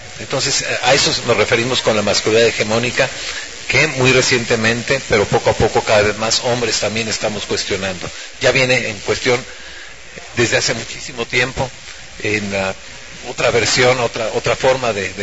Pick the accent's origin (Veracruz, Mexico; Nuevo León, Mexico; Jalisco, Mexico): Veracruz, Mexico; Xalapa; vengo de Jalapa, Veracruz, y parte del recorrido que he tenido me lleva a este trabajo de reflexión